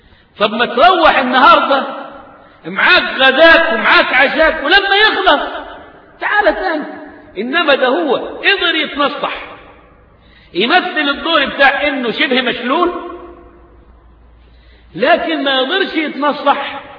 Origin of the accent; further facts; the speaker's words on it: Egypt; قيل في المثل عندنا كمصريين